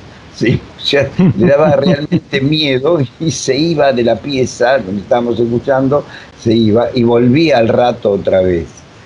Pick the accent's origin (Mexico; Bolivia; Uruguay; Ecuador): Uruguay; now in Argentina; yo soy uruguayo, nací hace 1000 años que estoy acá en la Argentina, hace, qué sé yo, más de 40 y pico de años